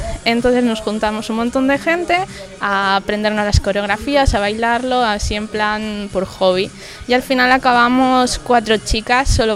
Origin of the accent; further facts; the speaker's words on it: Aragon, Spain; tengo 25 años, soy de Zaragoza, bueno, de un pueblo de Zaragoza.